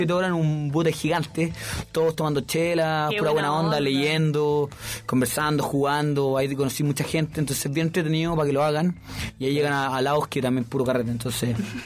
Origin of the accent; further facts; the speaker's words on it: Los Ángeles, Biobío, Chile; now in Santiago, Chile; acá en Santiago muy caro, pero yo como soy de Los Ángeles lo tengo más accesible.